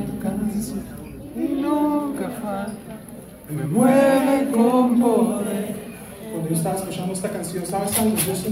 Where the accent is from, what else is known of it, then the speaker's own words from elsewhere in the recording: Mexico; Soy mexicano.